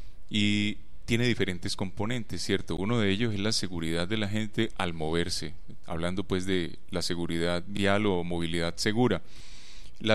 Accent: Valle del Cauca, Colombia; now in Medellín, Colombia; Yo soy un vallecaucano, yo vivo aquí en Medellín hace 15 años, que vine a trabajar con la Universidad de Antioquia.

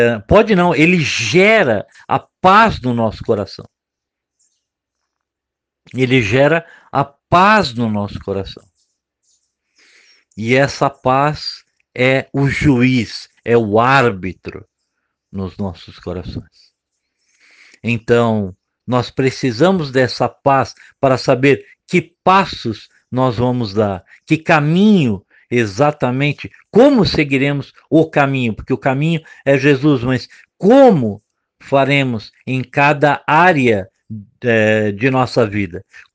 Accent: São Paulo, Brazil; born there; eu nasci em São Paulo, estou morando em Minas Gerais.

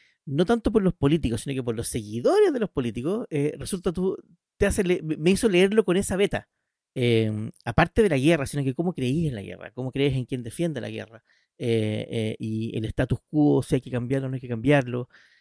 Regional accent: Chile; Yo soy chileno igual que Esteban.

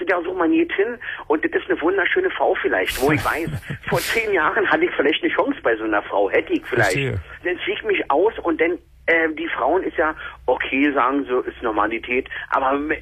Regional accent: Berlin, Germany; ich bin Berliner, Ecke, genau.

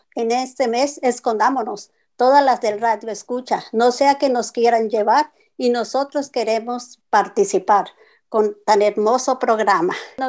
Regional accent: Mexico; No, somos tremendas, las de México.

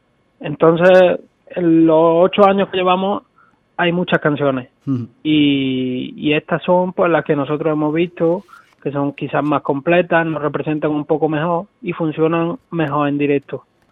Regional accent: La Carlota, Andalusia, Spain; Somos de La Carlota, que es un pueblo de Córdoba.

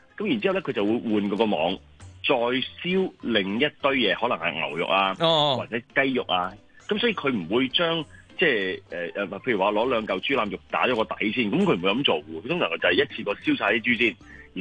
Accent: China; 佢哋同我哋中国人烧嘢系好唔同嘅

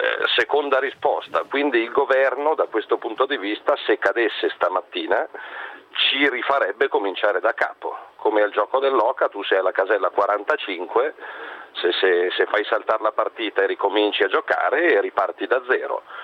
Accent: Milan, Lombardy, Italy; Secondo da leghista e da milanese

